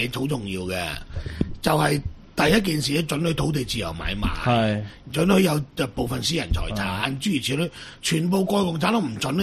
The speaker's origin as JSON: {"language": "Cantonese", "country": "Macau", "said": "我哋澳門人都未鬧過死人太卓爾啦。"}